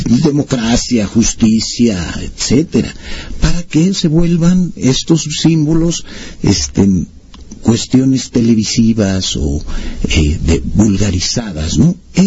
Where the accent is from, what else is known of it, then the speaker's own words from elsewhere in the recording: Mexico; Nosotros nos identificamos como mexicanos